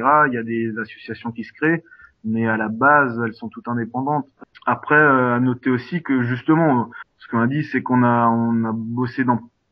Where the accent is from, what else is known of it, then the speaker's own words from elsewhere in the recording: Grand Est, France; moved away; de m'installer dans le Nord, parce que je suis alsacien à la base.